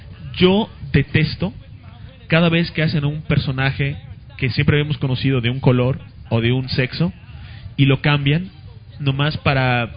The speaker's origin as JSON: {"language": "Spanish", "country": "Mexico", "said": "yo soy mexicano y soy hombre"}